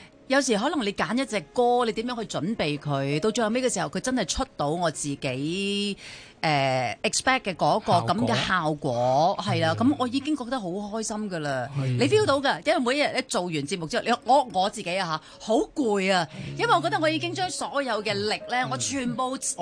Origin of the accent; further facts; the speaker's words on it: Hong Kong; 特別係我哋香港人咯。